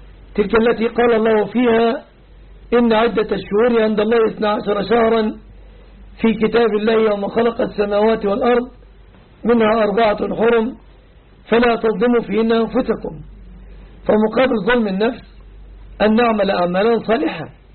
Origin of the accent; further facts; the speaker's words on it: Dakahlia, Egypt; أما عن بلدتنا فلا أعلم مأذونا شيعيا. أعرف مأذون القرية التي نحن منها